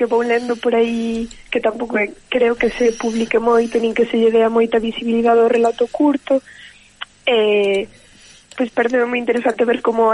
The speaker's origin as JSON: {"language": "Galician", "town": "Ordes", "region": "Galicia", "country": "Spain", "lives_now": "A Coruña, Spain"}